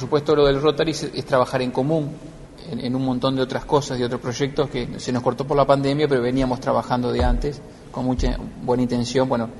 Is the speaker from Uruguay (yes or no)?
yes; Uruguay; por un tema que somos uruguayos